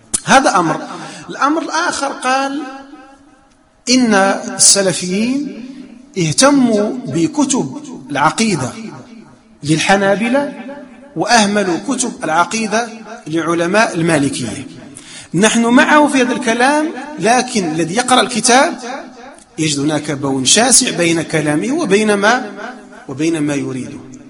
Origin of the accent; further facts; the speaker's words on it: Morocco; لا ندرس الآن عندنا في المغرب.